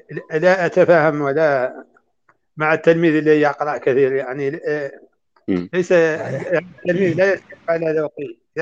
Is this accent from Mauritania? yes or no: yes; Mauritania; هذا النوع يقولون له عندنا في موريتانيا